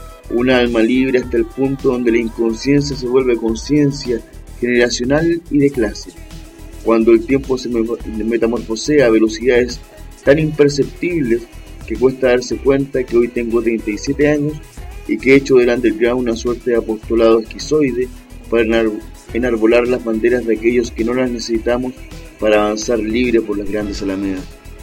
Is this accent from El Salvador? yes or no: no; Chile; born there; tarde. Nací en Chile, en el ocaso del proyecto político, social y cultural más realista del tercer cuarto del siglo XX.